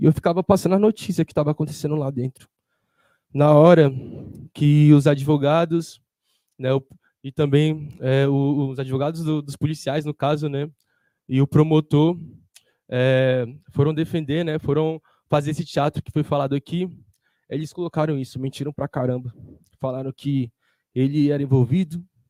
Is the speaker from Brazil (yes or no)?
yes; Samambaia, Federal District, Brazil; uma dessas famílias, né, que a gente se aproximou mais foi da minha quebrada lá de Sumambaia